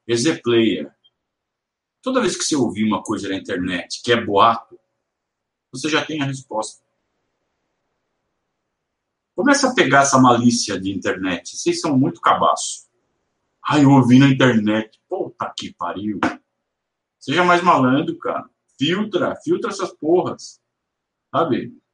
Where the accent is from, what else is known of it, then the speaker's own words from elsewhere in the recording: Sorocaba, São Paulo, Brazil; Vocês devem saber que eu sou de Sorocaba. Nasci e cresci em Sorocaba.